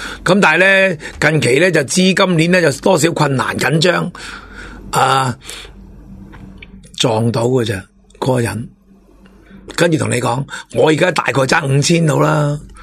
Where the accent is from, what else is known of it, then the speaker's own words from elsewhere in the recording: Hong Kong; 我哋香港人